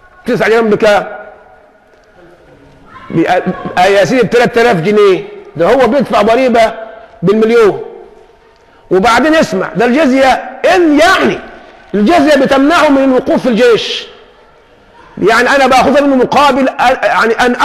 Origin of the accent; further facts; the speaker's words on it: Egypt; أقول له الله يهديك أنا مصري، مش تفضحني، أنا مصري